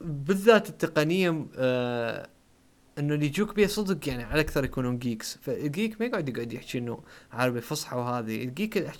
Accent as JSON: {"language": "Arabic", "country": "Iraq", "said": "على اعتباراني نحن عراقيين ما ليش قلت عراقيين بس انه احنا عراقيين نحكي عراقي"}